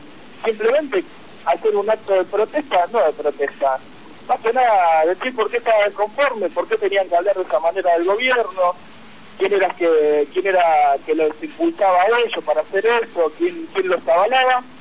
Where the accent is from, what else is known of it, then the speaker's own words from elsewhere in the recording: Argentina; quería expresarme libremente como cualquier ciudadano, como cualquier argentino